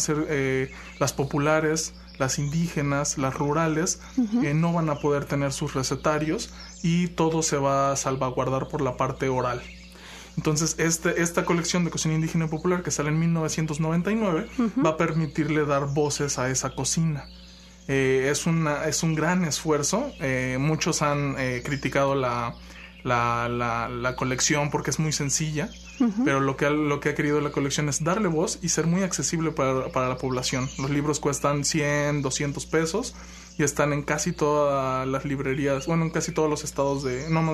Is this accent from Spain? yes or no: no; Xalapa, Veracruz, Mexico; De aquí, de Jalapa.